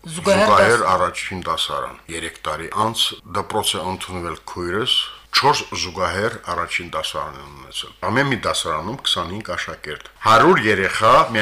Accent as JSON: {"language": "Armenian", "town": "Gyurjevan", "region": "Agsu District", "country": "Azerbaijan", "tie": "born or raised there", "said": "Գյուրջևանը իմ երազանքների գլխավոր առարկան է։ Գիշերուտիվ ես երազում եմ իմ հայրենի գյուղի, իմ ծննդավայրի մասին, որտեղ անցել են իմ մանկությունը եւ պատանեկությունը, իմ կյանքի լավագույն շրջանը, ես այդպես կասեի։ Գյուրջևանը մեծ հայկական գյուղ է"}